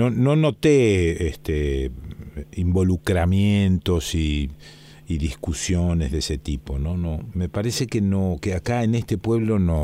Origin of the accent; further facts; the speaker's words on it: Argentina; Porque somos así, los argentinos somos así.